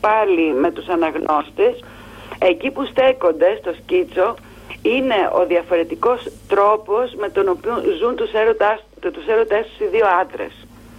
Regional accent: Missolonghi, Western Greece, Greece; Εγώ είμαι απέναντι από το Αυλάκι. Είμαι μεσολογγίτης.

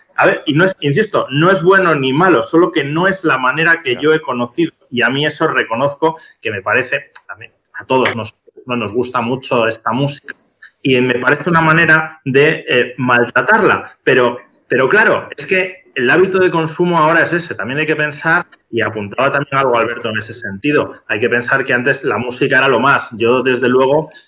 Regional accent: Santander, Cantabria, Spain; now in Madrid, Spain; Y lo he visto en Santander, de donde yo soy, aunque vivo en Madrid.

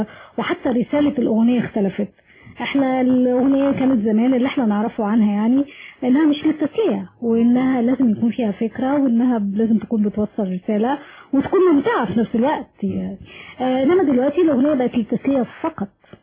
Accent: Egypt; يعني انا مصريه

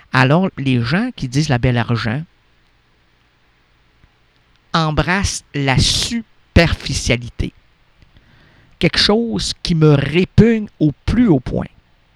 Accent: Quebec, Canada; selon mon numéro d'assurance sociale ou mon passeport, c'est que je suis un Québécois errant, moi, qui n'aime pas la superficialité

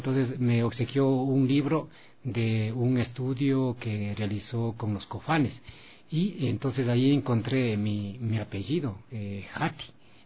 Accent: Baeza, Napo, Ecuador; born there; Y bueno, yo nací en Baeza.

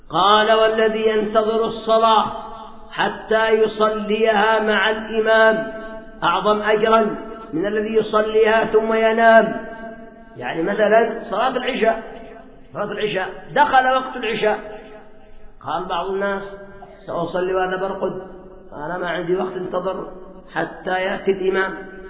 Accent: Yemen; وعندنا في اليمن بنو سلمة هؤلاء في وصاب السابع

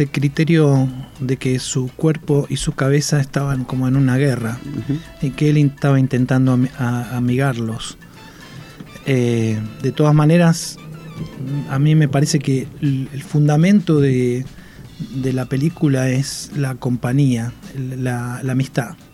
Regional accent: Buenos Aires, Argentina; born there; En Buenos Aires.

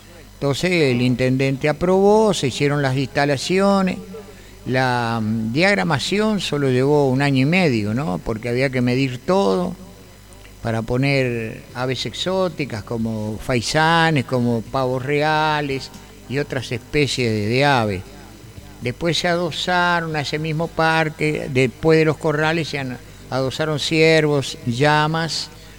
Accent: Montevideo, Uruguay; yo soy oriundo de Montevideo, el barrio Atahualpa. Y siempre me quedé por esa zona

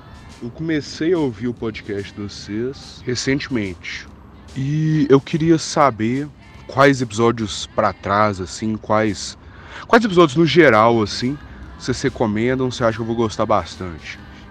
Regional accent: Areado, Minas Gerais, Brazil; now in Nova Lima, Brazil; Eu sou do sul de Minas, sou de Areado, também conhecido como Cu de Minas. Eu tô morando em Nova Lima agora, que é praticamente BH.

